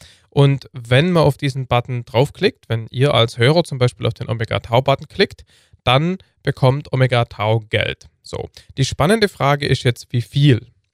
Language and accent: German; Heidenheim, Baden-Württemberg, Germany; born there; Heidenheim, meiner Geburtsstadt auch.